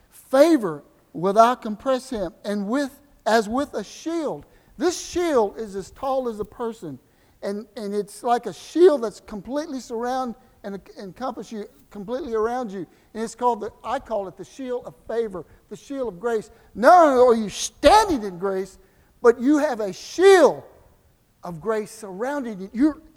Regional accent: Galveston, Texas, United States; born there; I was born near Galveston, so it's like a wave of grace.

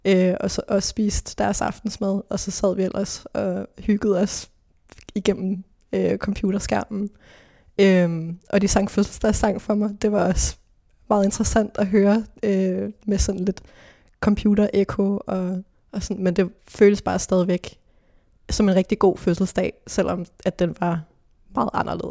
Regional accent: Hillerød, Capital Region of Denmark, Denmark; så gik min mor og jeg ud i en skov i Hillerød, hvor jeg er fra.

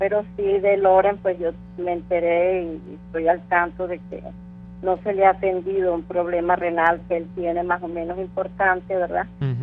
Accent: Acarigua, Portuguesa, Venezuela; ya que somos de Acarigua, estado Portuguesa, ¿verdad?

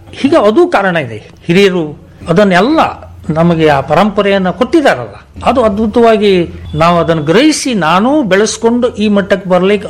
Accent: Minchikeri, Karnataka, India; ನಮ್ಮ ಊರು ಮಿಂಚಿಕೇರಿ ಕುಂಬರಿಗುಡ್ಡಿ

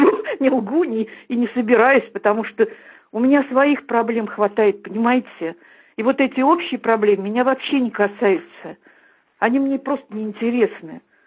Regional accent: Russia; Я русская, я родилась в России. И здесь всю жизнь прожила. Я никогда еврейкой я не была.

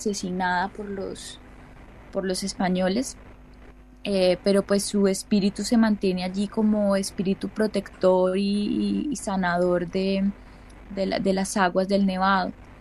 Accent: Ibagué, Tolima, Colombia; born there; yo nací en Ibagué, la diosa, ¿no? Ibagué, Tolima, es una ciudad ubicada en la cordillera central de los Andes, ya.

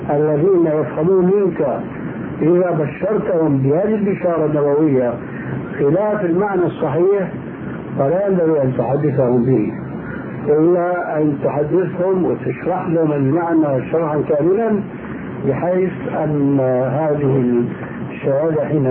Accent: Syria; كما هو الواقع في كثير من البلاد خاصة عندنا في سوريا

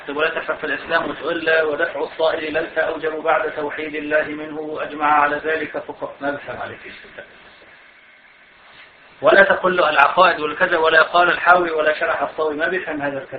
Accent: Syria; عندنا في سوريا في الجهاد، أنا هذا شهدته، كان المناخ ثوري بسبب بسيط أنه نحن سنة والحكومة نصيرية

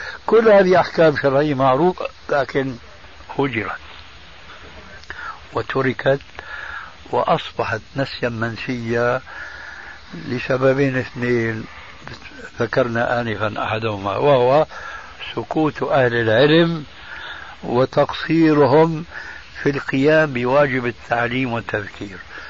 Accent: Syria; عندنا في سوريا إذا مات ميت في بيت

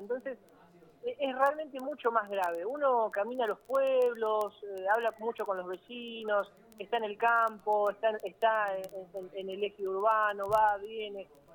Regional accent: Capitán Bermúdez, Santa Fe, Argentina; born there; Yo nací en Capitán Bermúdez, y es una ciudad

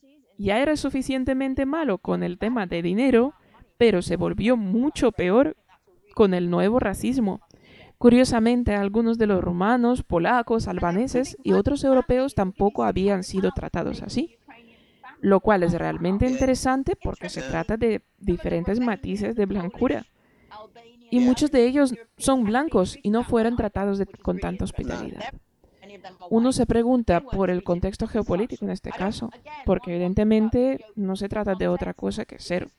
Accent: Trinidad & Tobago; now in United Kingdom; alguien como yo, que soy migrante y vengo de Trinidad y Tobago, mi país fue colonizado por Inglaterra.

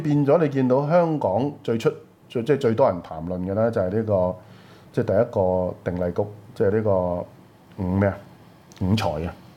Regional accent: Guangdong, China; 我哋廣東人最出名啦，詹天佑，中國鐵路之父

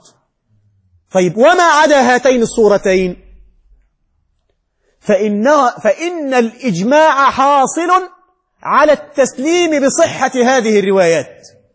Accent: Egypt; نحن نحن بس مصري ماشي

